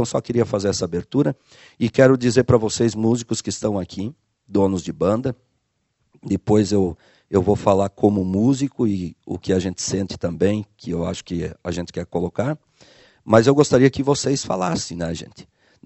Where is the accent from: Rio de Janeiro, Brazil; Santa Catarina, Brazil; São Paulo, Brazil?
Santa Catarina, Brazil; Chapecó; Eu nasci e me criei em Chapecó, conheço o mundo da música desde os 12 anos de idade